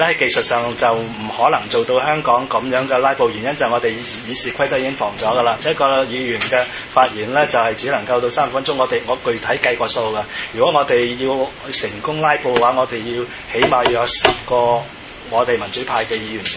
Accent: Macau; 其實我哋澳門人都心驚膽戰，因為我都喺香港讀過書啊

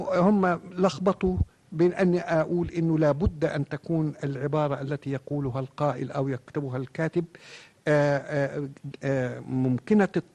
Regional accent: Egypt; لا أقول عندنا في مصر فقط ولا أقول في الأمة العربية الآن فقط

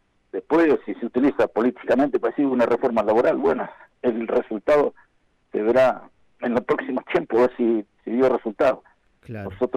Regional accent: Argentina; nosotros también somos argentinos, vivimos acá

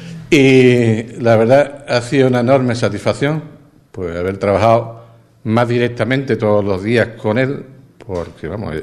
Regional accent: Ubrique, Andalusia, Spain; agradecer de corazón el apoyo que siempre los ubriqueños me han dado. Eso es un verdadero orgullo, haber defendido los intereses de mi pueblo.

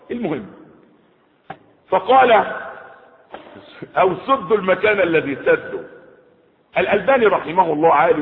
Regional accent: Egypt; يعني في بلده مش عندنا في مصر

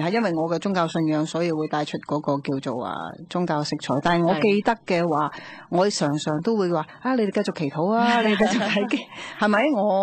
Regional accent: Guangdong, China; 佢我哋广东人有一句说话啦

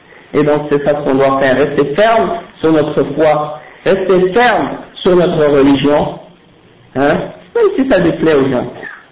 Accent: Quebec, Canada; born there; Je suis né au Québec. Ma mère est née au Québec. Ma grand-mère est née au Québec. Mon arrière-grand-père, ils sont nés au Québec. Qu'est-ce qui va me dire que je suis un immigrant ici? Je n'ai pas choisi où je suis né, mais je suis un musulman.

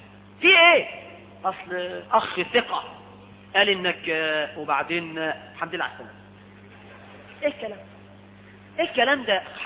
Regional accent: Egypt

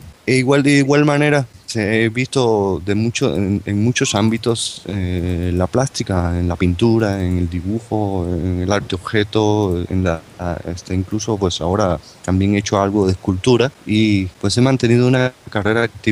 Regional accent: Havana, Cuba; born there; yo nací en La Habana, Cuba, en 1979

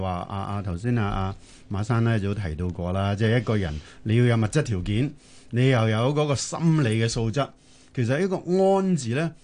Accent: China; 我哋中國人咧，幾千年都係農業文明。

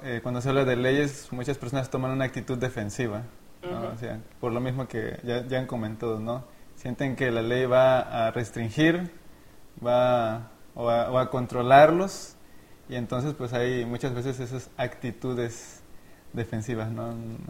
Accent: Veracruz, Mexico; estudio teología y soy de Veracruz.

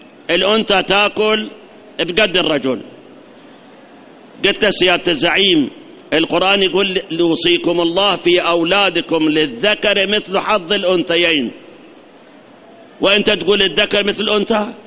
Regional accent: Iraq; احنا فت شهرين ثلاثة صار عندنا جفاف، هاي عندنا بالعراق بعد صار عندنا جفاف

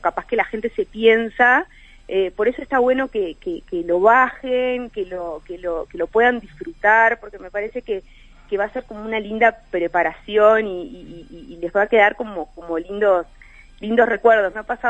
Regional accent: Mercedes, Soriano, Uruguay; yo soy de Mercedes

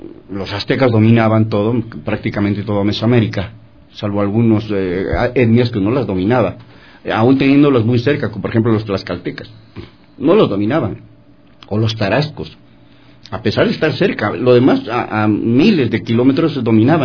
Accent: Mexico; es una palabra entrañable para los que somos mexicanos

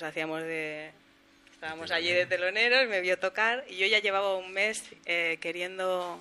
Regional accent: Barcelona, Catalonia, Spain; born there; mi familia es de allá, del sur. Yo soy nacida en Barcelona

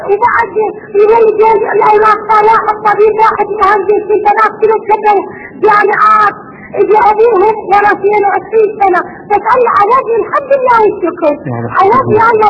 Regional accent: Iraq; اسمعني يا شيخنا. أنا من العراق.

